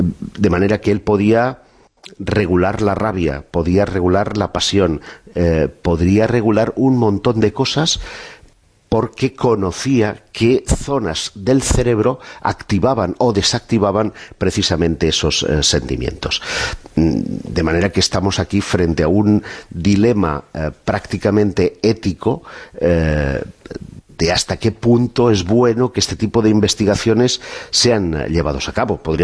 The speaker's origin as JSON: {"language": "Spanish", "town": "Barcelona", "region": "Catalonia", "country": "Spain", "tie": "born or raised there", "said": "si hay uno español, y nada menos que aquí en mi tierra. Barcelona"}